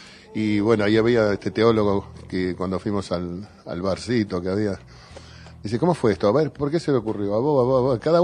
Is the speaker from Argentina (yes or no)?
yes; Río Cuarto, Córdoba, Argentina; born there; A pesar de que yo soy nacido en Río Cuarto, por ejemplo. Bueno, quiero también a Río Cuarto, mi Córdoba natal.